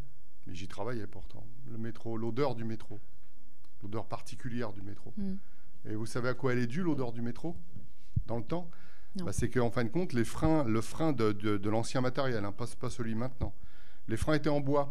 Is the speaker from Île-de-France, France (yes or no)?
yes; Paris, Île-de-France, France; je suis parisien. Hein. Je suis né juste à côté. Je suis parisien. J'ai passé toute mon enfance, ma vie d'adulte. Et je suis venu ici.